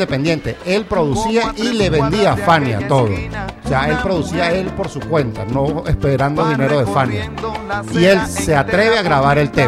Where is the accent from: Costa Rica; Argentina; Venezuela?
Venezuela; Tiene que ver con mi tierra.